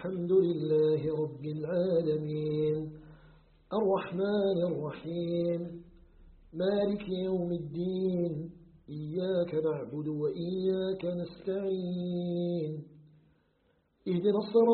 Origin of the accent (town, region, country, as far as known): Algeria